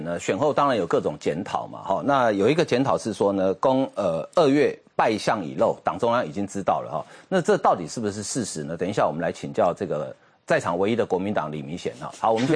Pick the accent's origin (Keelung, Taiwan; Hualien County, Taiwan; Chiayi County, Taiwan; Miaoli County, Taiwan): Miaoli County, Taiwan; 你明知我是苗栗人，